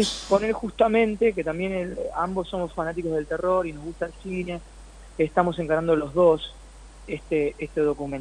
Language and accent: Spanish; Campana, Buenos Aires Province, Argentina; se filmó donde yo me crié, en Campana, Lima, Otamendi, Zárate, por ahí.